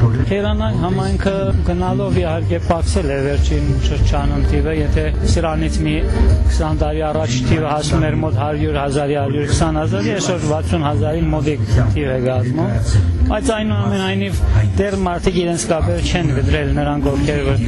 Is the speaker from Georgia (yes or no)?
no; Isfahan, Iran; Արմատներով ես Իրանից եմ, Փերյա գավառից եմ, էլ ավելի հին եթե երթամ, երևի մեր բապերը եկել են Նախճեվանի եւ Երևանի, այո, Շահաբասի տեղափոխած հայության